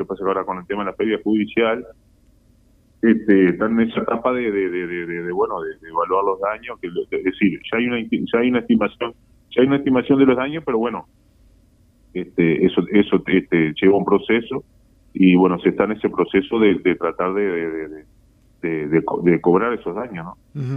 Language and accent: Spanish; Uruguay; como ciudadano, como uruguayo, tenemos que tener en cuenta.